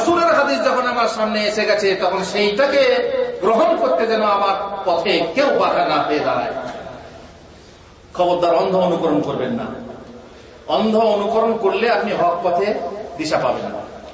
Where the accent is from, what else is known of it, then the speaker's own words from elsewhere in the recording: Bardhaman, West Bengal, India; moved away as an adult; also born or lived in Uttar Pradesh; আমার হচ্ছে পশ্চিম বাংলা, বর্ধমানে আমার বাড়ি, শিক্ষা দীক্ষা বর্ধমানে, তারপর উত্তরপ্রদেশে, উত্তরপ্রদেশ থেকে স্কলারশিপ নিয়ে মদিনা ইউনিভার্সিটিতে পড়াশোনা করেছি।